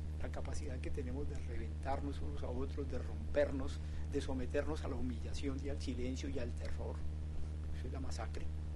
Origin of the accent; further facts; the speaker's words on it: Colombia; Es una cosa que da mucha vergüenza como colombianos.